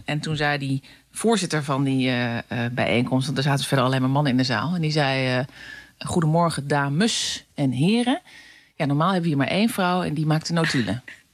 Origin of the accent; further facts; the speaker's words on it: Utrecht, Netherlands; bij ons in Utrecht is altijd de gewoonte dat de jager de taart aansnijdt.